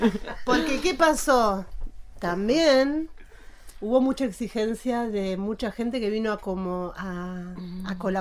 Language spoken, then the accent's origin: Spanish; Paraná, Entre Ríos, Argentina; now in El Bolsón, Argentina; Yo soy oriunda de Entre Ríos.